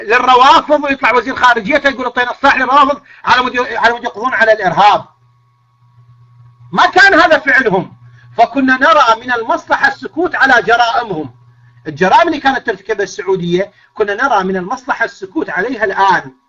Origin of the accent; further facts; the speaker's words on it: Iraq; اقول لك لا والله اخي انا مو مصري، انا عراقي